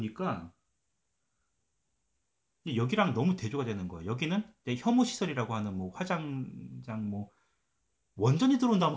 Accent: South Korea; 저도 이제 한국 사람이다 보니까

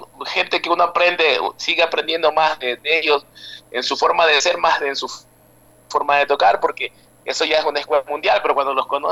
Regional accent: Manabí, Ecuador; Acá hay un trago fuerte que es de mi tierra, yo soy de Manaví, de la costa, de las playas.

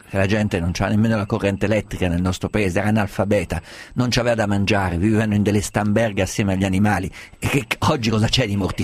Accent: Umbria, Italy; io sono umbro, vado a Assisi

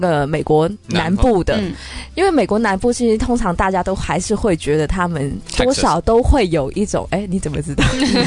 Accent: Canada; 因为像我是从这个加拿大长大的

